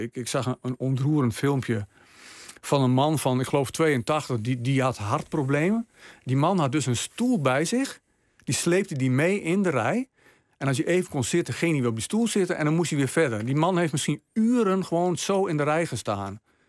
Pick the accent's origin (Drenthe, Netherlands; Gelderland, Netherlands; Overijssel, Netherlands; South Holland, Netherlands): Drenthe, Netherlands; Ik ben opgegroeid in Drenthe.